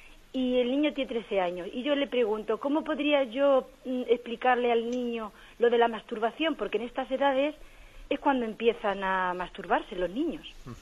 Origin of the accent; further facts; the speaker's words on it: Ciudad Real, Castilla-La Mancha, Spain; de Ciudad Real.